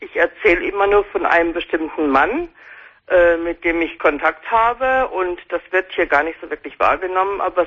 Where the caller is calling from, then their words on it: Southern Germany, Germany; Wie gesagt, ich komme aus Süddeutschland und ich gucke das regelmäßig.